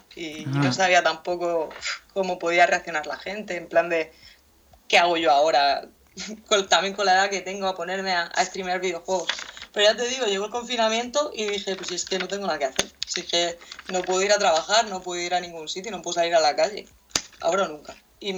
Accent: Cartagena, Region of Murcia, Spain; Soy de Cartagena, una ciudad de aquí de España, de la región de Murcia

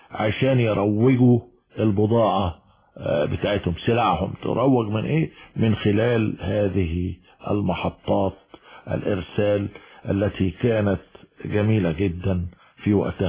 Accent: Egypt; لا ما هو المعروف عندنا في مصر

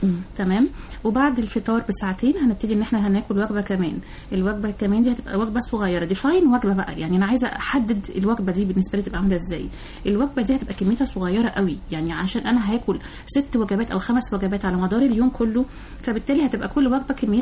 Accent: Egypt; مشكلتنا كلنا كمصريين يعني موضوع سمنة البطن دي

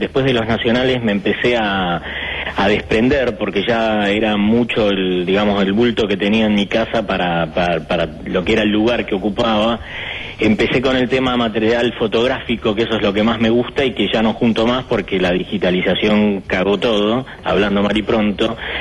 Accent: Uruguay; now in Argentina; yo soy uruguayo, en el año 1976 llego a la Argentina, y ya de chiquito mi obsesión era el cine.

